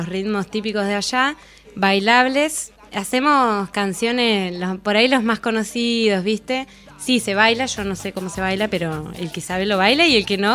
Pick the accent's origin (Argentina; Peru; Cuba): Argentina; Neuquén; Yo de Neuquén, capital. De Neuquén.